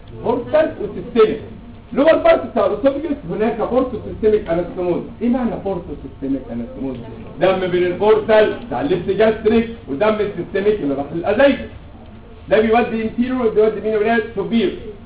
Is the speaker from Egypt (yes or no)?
yes; Egypt; مفيش طالب عندنا كمصري مش هنتحمص في الموضوع ده